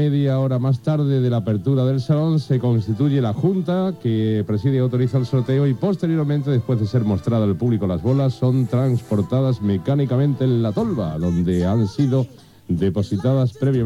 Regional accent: Seville, Andalusia, Spain; Los sevillanos somos los andaluces que más dinero gastamos en la lotería de Navidad después de los malagueños.

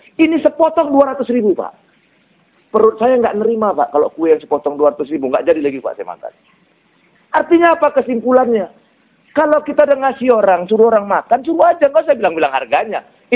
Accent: Kuala Tanjung, North Sumatra, Indonesia; Tapi jangan muncul fanatisme seperti di kampung saya di Kuala Tanjung.

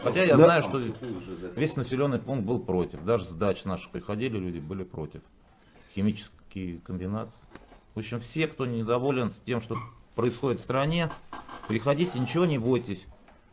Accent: Moscow, Russia; я из Москвы.

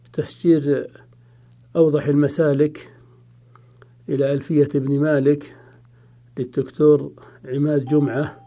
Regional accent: Saudi Arabia; وهي يعني موجودة في المكتبات خاصة عندنا في السعودية

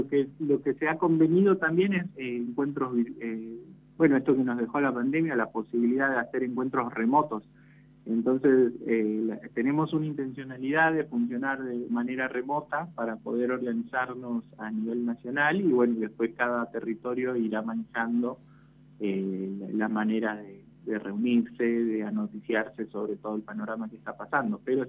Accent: San Salvador de Jujuy, Jujuy, Argentina; now in Tucumán, Argentina; yo soy nacido en San Salvador de Jujuy, soy jujeño, pero me vine a estudiar a Tucumán por la Universidad Nacional de Tucumán

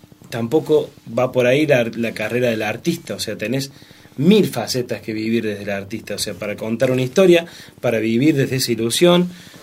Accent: Anfunes, Córdoba, Argentina; born there; De Anfunes.

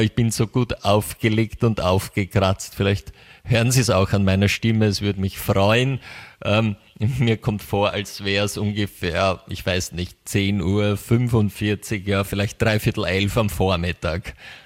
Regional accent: United States; das kann sogar ich als Amerikaner

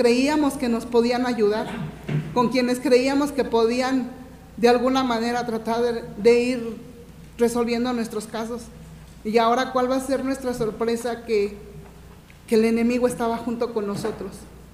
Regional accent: Ecatepec, State of Mexico, Mexico; Vengo del Estado de México, municipio de Ecatepec.

